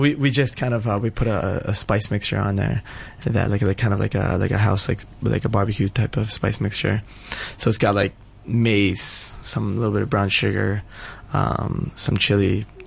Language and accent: English; New York, United States; I mean, I'm from New York. There's no barbecue sauce from New York.